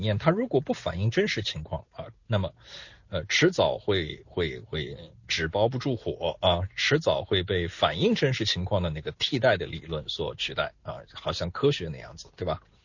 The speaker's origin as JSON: {"language": "Chinese", "country": "China", "said": "这一套对于我们中国人来说真的是不要太熟悉啊"}